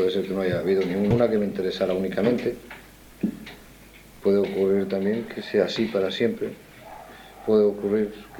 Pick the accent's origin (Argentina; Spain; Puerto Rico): Spain; Y como español, como hijo de españoles y como hombre que vive una época determinada en mi país